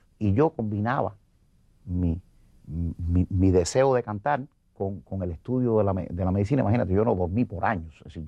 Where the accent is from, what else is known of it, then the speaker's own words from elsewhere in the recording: Cuba; Yo volví para Cuba, mi pueblo sabía dónde yo había estado y sabía que lo había representado.